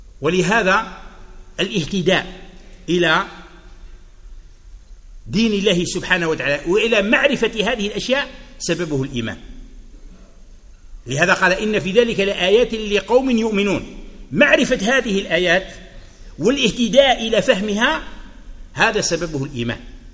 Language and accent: Arabic; Algeria; يقول أنه كان مرة هنا عندنا في الجزائر هكذا